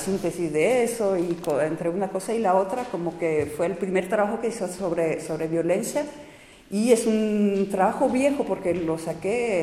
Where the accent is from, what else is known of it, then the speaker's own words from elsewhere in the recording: France; y además nuevamente como francesa, desgraciadamente siento una responsabilidad especial